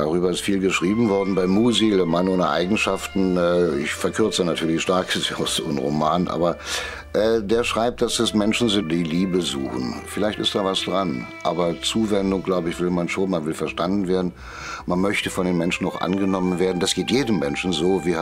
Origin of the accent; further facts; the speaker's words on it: Pankow, Berlin, Germany; also von dieser Stadt weiß ich sehr genau, weil ich bin in Pankow groß geworden.